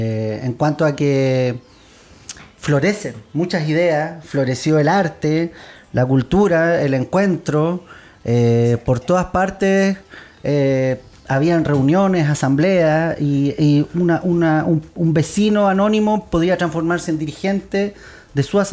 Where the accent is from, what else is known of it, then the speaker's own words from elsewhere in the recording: Chile; lo que éramos los, o somos los chilenos